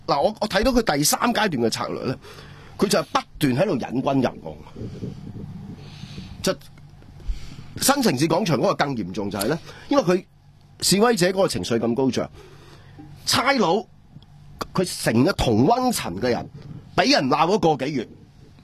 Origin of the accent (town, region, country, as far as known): Hong Kong